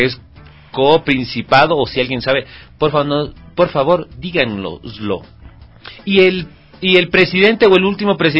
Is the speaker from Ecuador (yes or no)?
yes; Quito, Pichincha, Ecuador; Como nosotros quiteños que no tenemos mar.